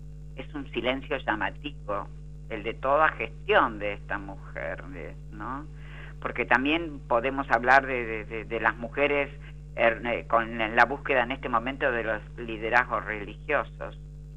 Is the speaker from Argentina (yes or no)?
yes; Argentina; posiblemente no la tenemos en Latinoamérica y menos en mi país, Argentina.